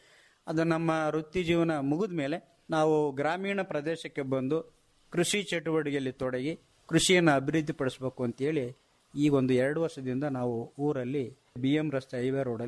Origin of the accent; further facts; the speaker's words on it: Madihalli, Karnataka, India; sir ನಾವು ಪ್ರಾಥಮಿಕ ಶಾಲೆಯನ್ನು ಮಾದಿಹಳ್ಳಿ ನಮ್ಮೂರಲ್ಲೇ 1-4 ತರಗತಿ